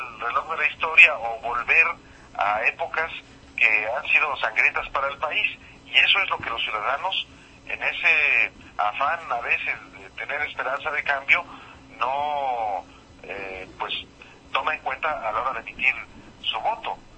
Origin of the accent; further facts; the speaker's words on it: Jalisco, Mexico; en estados como del que yo soy, de Jalisco o en Guanajuato, donde me encuentro ahorita por cuestiones familiares.